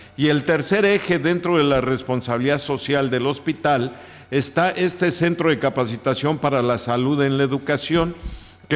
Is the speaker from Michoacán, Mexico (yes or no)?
no; Yucatán, Mexico; Mire que tenemos mucho que aprender como sociedad yucateca